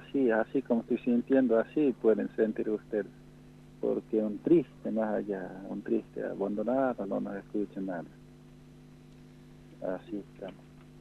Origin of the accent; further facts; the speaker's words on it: Argentina; así nosotros también como ciudadanos, como argentinos